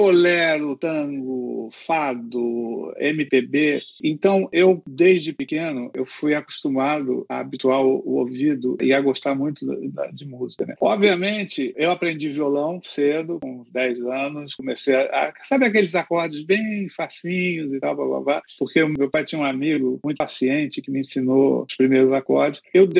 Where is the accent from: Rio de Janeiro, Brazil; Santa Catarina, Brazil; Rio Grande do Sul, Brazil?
Rio de Janeiro, Brazil; Porque eu sou carioca, vivia em Copacabana